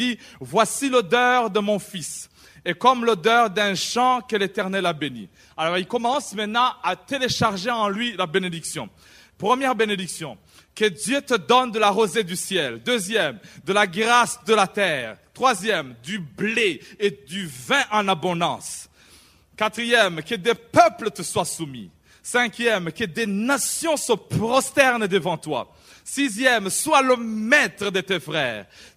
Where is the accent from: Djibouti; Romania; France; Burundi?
Burundi; moved away as an adult; now in England; J'étais en Angleterre, je venais d'arriver du Burundi, de l'Afrique centrale, et je venais dans un pays anglophone.